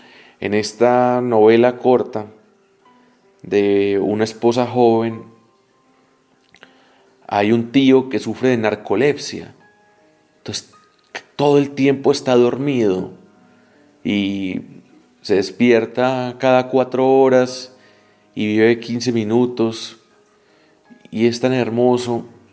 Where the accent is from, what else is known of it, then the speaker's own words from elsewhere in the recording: Colombia; a nosotros como latinoamericanos, como colombianos, nos resulta distinto hablar de violencia.